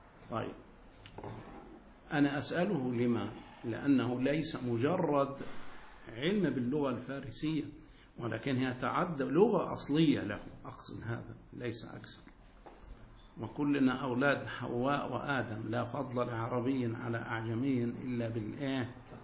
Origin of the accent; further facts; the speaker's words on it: Egypt; يا أخي لا إشكال، أنا مصري أتيت إليك